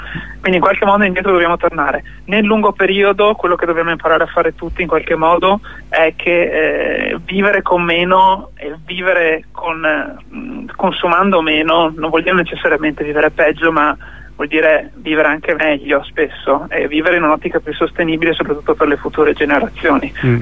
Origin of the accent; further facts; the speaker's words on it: Veneto, Italy; dalle mie parti in Veneto, per dire, il 20% del suolo è cementificato